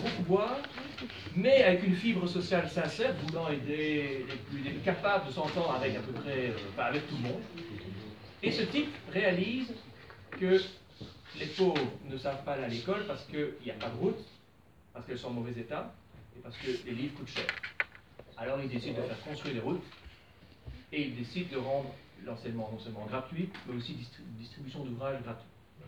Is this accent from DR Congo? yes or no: no; Belgium; davantage de pouvoir au niveau fédéré comme chez nous en Belgique.